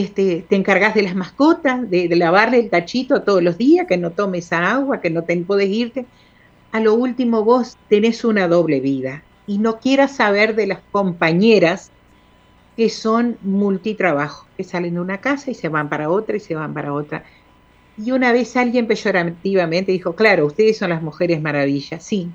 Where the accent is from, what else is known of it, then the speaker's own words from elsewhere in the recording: Bella Unión, Artigas, Uruguay; Acá somos contramarcha y no somos de Artigas, somos de Bella Unión. Aunque tengo gente muy querida en Artigas. Y somos bien uruguaya.